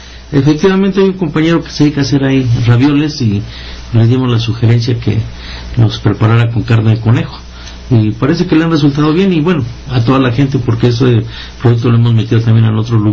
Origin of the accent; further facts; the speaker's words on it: San Andrés Totoltepec, Mexico City, Mexico; Exactamente, yo vengo de San Andrés Otoltepec.